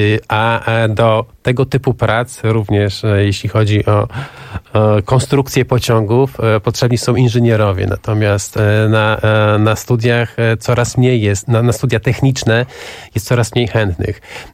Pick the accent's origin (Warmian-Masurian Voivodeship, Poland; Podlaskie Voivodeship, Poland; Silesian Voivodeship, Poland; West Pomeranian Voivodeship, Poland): Podlaskie Voivodeship, Poland; Ja jestem z Podlasia, ja pochodzę z Podlasia, więc ten temat jest mi szczególnie bliski.